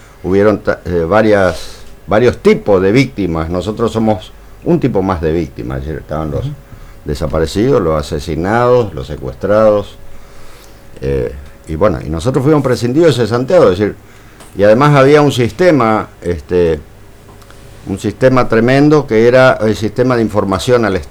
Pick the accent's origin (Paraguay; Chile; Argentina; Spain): Argentina; Posadas, Misiones; soy de Posadas y casualmente también de Canal 12.